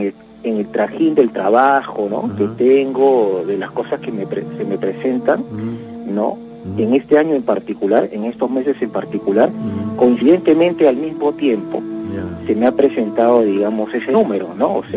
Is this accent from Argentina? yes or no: no; Lima, Peru; Por trabajo radico allá. Yo soy aquí de Lima.